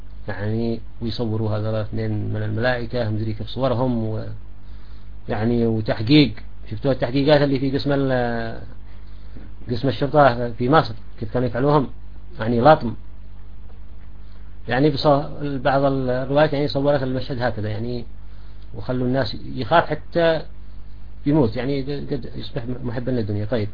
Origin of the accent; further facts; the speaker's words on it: Sanaa, Amanat Al Asimah, Yemen; يعني في مثلا عندنا في صنعاء ناس بيجوا مثلا بلاطية